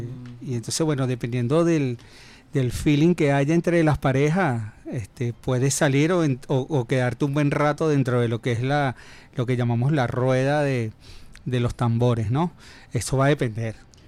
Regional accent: Venezuela; Porque es que somos venezolanos

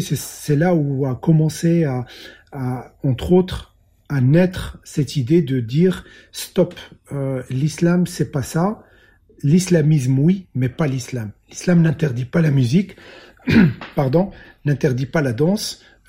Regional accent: Morocco; moved away as an adult; now in Belgium; Je suis né au Maroc, j'ai grandi au Maroc, j'ai eu mon baccalauréat au Maroc, je suis venu faire mes études en Belgique.

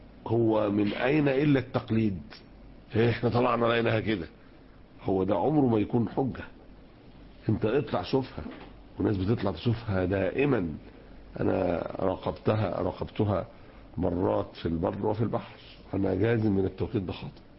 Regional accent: Egypt; عندنا في مصر اتعملت لجنة

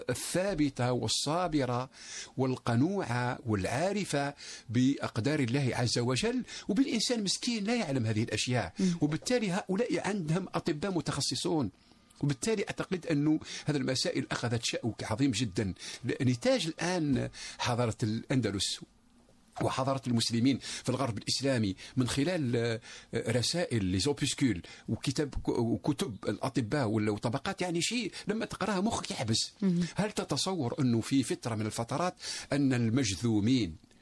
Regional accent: Algeria; also born or lived in Paris, France; أنا عشت في باريس لفترة 5 سنوات واستفدت، ولكن بشرط، لأني أنت تعرف باللي أنا جزائري

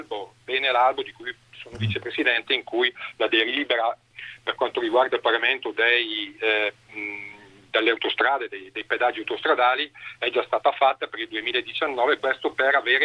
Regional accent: Bergamo, Lombardy, Italy; Guarda, io do il dato di Bergamo, visto che sono di Bergamo.

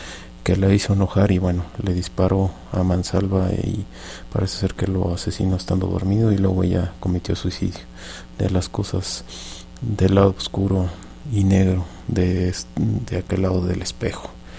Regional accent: Mexico; y digo nuestro porque somos mexicanos, no porque sea mi entrenador

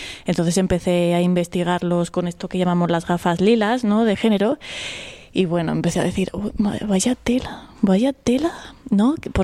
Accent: Aragon, Spain; born there; mañica de nacimiento, andaluza de corazón. Yo siempre digo que soy de Cádiz, sobre todo cuando trabajo fuera de Andalucía, ¿no? Yo me presento como gaditana

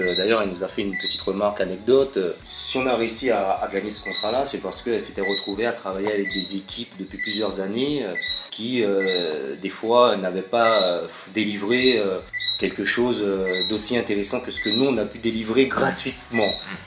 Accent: Martinique; on s'est pas souvent présentés en tant que Martiniquais. On s'est souvent présentés comme des Caribéens.

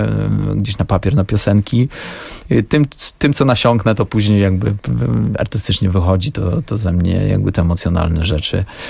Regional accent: Silesian Voivodeship, Poland; pochodzę z mojej miejscowości pod Częstochową

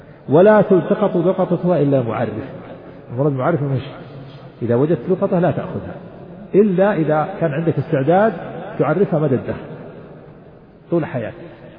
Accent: Najd, Saudi Arabia; ونحن عندنا في نجد نجعل بدلها الخوص

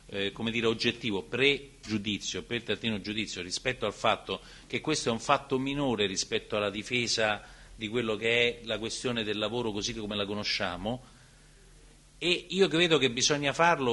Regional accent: Campania, Italy; accent: Neapolitan; diciamo la mia pronuncia, io sono molto locale, diciamo nel napoletano va a faticare

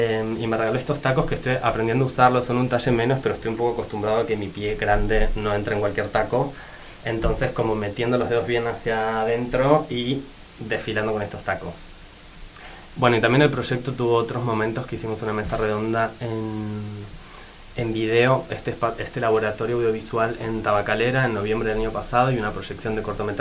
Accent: Argentina; moved away as an adult; now in Basque Country, Spain; yo soy de Argentina y vine a hacer el máster este en 2022, entonces tenía que durante este año y medio que iba a estar en el País Vasco

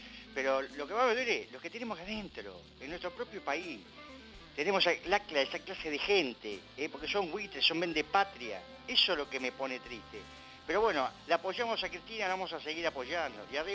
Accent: Argentina; Si sabés lo que me indigna a mí como argentino

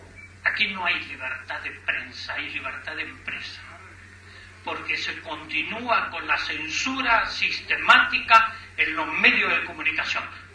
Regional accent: Argentina; Comencemos a mirarnos como pueblos latinoamericanos, comencemos a mirarnos como argentinos

